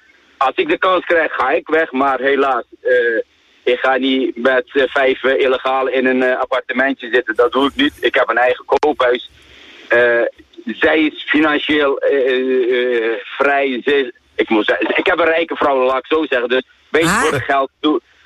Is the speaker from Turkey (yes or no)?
yes; Turkey; Dutch is a second language; now in Netherlands; Ik zeg, ik ben een Turk en jouw man is Pools.